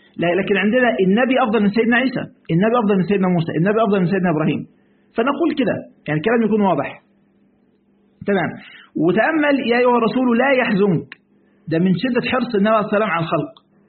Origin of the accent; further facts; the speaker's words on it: Egypt; في مرة بقول عندنا في مصر بيسموه الشاي